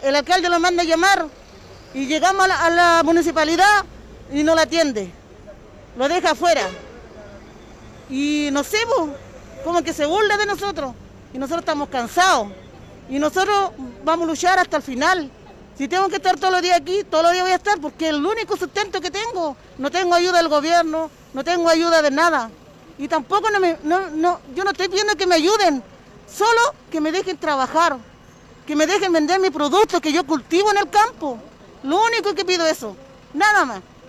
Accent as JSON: {"language": "Spanish", "region": "Araucanía", "country": "Chile", "said": "Que yo soy la región de la Araucanía. Humillándome así de esa manera a mí, que soy de acá, mujer nativa, mapuche, a mucha honra"}